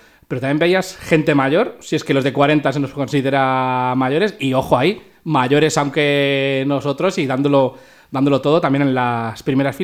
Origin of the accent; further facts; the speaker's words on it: Pinto, Community of Madrid, Spain; nosotros no somos Drinking Tinto, pero somos de Pinto.